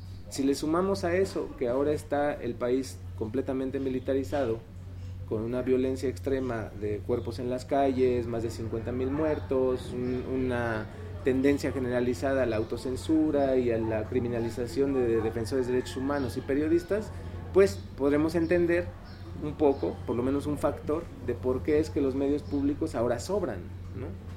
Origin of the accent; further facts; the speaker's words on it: Mexico; now in Colombia; Estamos explorando nosotros como mexicanos, al menos yo aquí en este momento, en este aquí y ahora, que es mi estar en Colombia.